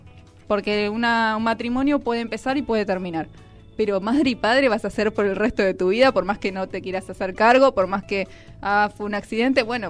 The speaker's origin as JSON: {"language": "Spanish", "town": "Pilar", "region": "Buenos Aires Province", "country": "Argentina", "said": "Yo soy de Pilar y tengo alumnos"}